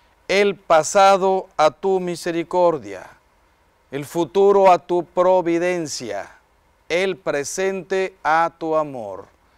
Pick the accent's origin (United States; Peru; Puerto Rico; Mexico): Mexico; Yo como mexicano, pero también como hispano